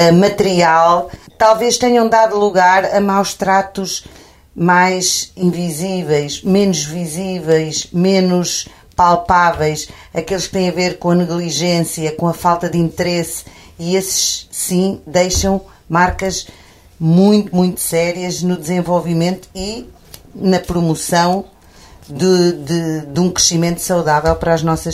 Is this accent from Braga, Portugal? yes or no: no; Arganil, Coimbra, Portugal; no Conselho de Arganil, de onde eu sou natural.